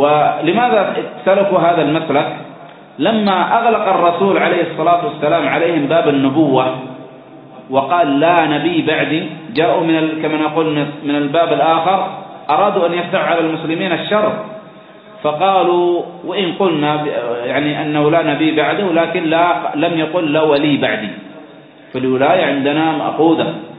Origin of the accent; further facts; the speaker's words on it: Aden, Yemen; لماذا عمرت بريطانيا؟ لماذا عمرت عندنا في عدن؟